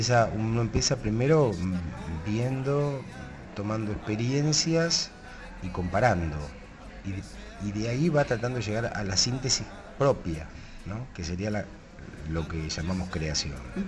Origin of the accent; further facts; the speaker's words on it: La Plata, Buenos Aires Province, Argentina; born there; Sí, todo en la ciudad de La Plata. Nací en Tolosa, en un barrio de La Plata.